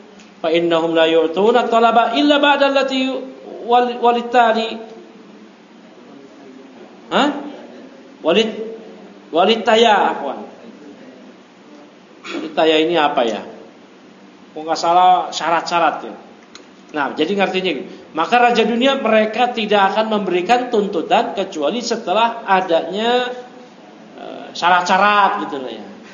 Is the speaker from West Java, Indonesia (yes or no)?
yes; Bekasi, West Java, Indonesia; Alhamdulillah kita di Jabar, di Bekasi. Ya, masya Allah. Kita ini orang Bekasi.